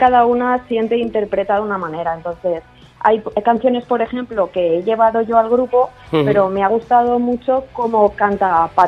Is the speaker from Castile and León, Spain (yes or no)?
no; Castellón, Valencian Community, Spain; Nosotras somos de Castellón y bueno, pues nos gusta tocar música